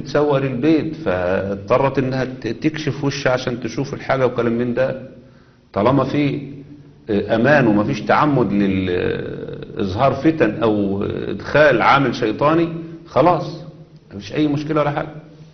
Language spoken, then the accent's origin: Arabic; Egypt; كان زمان الملاية اللي بتلبسها المرأة عندنا في مصر هنا كان يسموها الملاية اللف